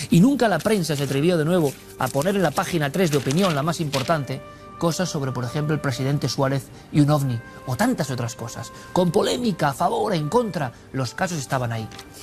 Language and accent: Spanish; Vitoria, Basque Country, Spain; born there; Somos, por lo menos yo por edad, niño de la transición, y encima nací en Vitoria.